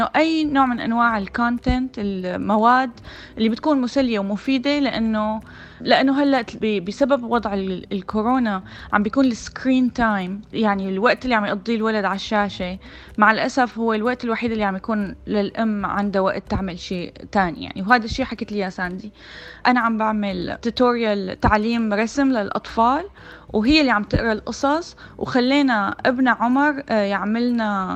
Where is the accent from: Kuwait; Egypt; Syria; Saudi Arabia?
Syria; moved away as an adult; now in United States; أنا أصلاً سورية يعني، ودرست فنون جميلة بالشام، بعدين جيت لهون على أمريكا ودرست رسوم متحركة